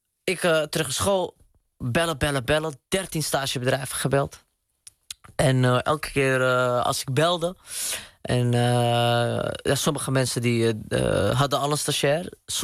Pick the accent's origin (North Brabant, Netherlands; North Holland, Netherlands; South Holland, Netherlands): North Holland, Netherlands; Amsterdam; De eerste gediplomeerde Marokkaanse boer uit Amsterdam-Oost.